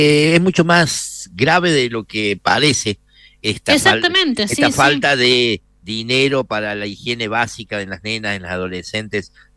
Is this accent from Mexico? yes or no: no; Argentina; está hablando de nosotros los argentinos